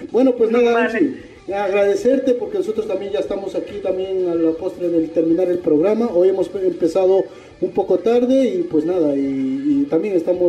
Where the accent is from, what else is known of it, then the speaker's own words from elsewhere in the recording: Aranjuez, Community of Madrid, Spain; mi tierra caliente, mi tierra linda, Aranjuez.